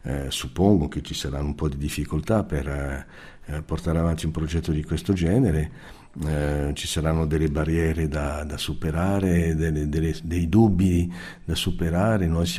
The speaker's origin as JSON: {"language": "Italian", "country": "France", "second_language": "Italian", "moved": "as an adult", "lives_now": "Italy", "said": "io sono francese, quindi molto prima di arrivare in Italia, quando ero ragazzo e abitavo in Francia"}